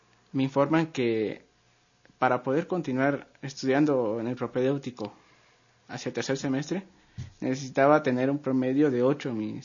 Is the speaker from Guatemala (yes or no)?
yes; Guatemala; ya tengo un certificado que soy de Guatemala